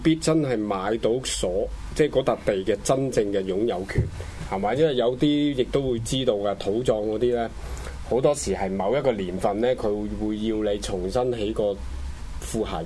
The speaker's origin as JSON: {"language": "Cantonese", "country": "China", "said": "我哋中國人會講禁忌"}